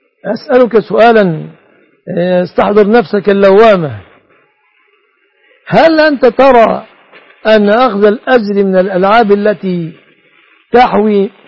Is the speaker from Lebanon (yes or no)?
no; Egypt; كما أسأل الله أن يحفظ بلادنا مصر